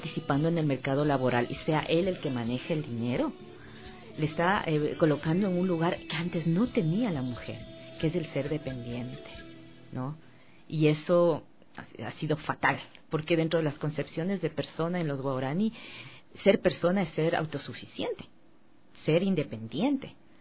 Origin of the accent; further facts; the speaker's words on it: Ecuador; Como ecuatorianos, ¿no?